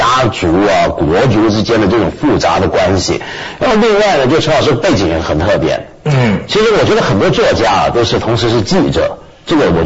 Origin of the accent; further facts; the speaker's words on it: Taiwan; 因为我也是在台湾长大的外省人啊。那么我跟我外公住的，他把我养大。我外公呢是河北人